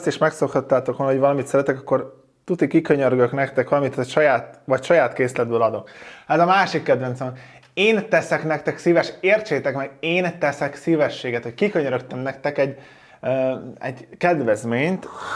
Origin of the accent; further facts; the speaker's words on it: Zalaegerszeg, Zala, Hungary; jó volt egy pici időt a családdal tölteni szülővárosommal, Zalaegerszegen.